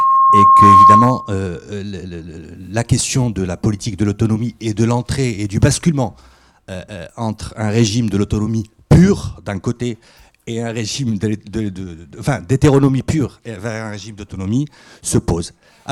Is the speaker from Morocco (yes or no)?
yes; Morocco; Je suis de passage à Paris, je viens du Maroc.